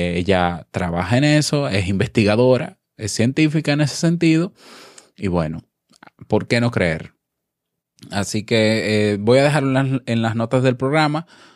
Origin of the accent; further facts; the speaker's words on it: Dominican Republic; un abrazo a todo mi pueblo dominicano